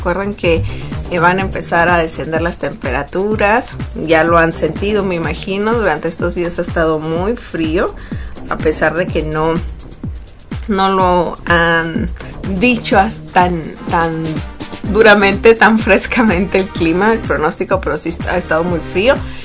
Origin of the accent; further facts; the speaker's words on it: Mexico; para todos los que somos mexicanos y que celebramos el Día de la Virgen.